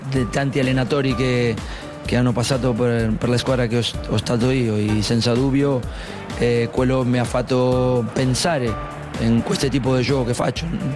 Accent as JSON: {"language": "Italian", "country": "Argentina", "also_born_or_lived": "Spain / Italy", "second_language": "Italian", "said": "dovuto a che sono argentino, ho giocato tanto in Spagna"}